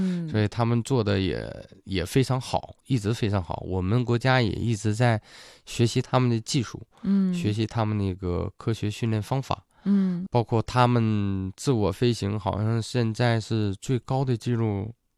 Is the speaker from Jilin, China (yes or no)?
yes; Tonghua, Jilin, China; 她也是我老家吉林通化的运动员，我也很自豪，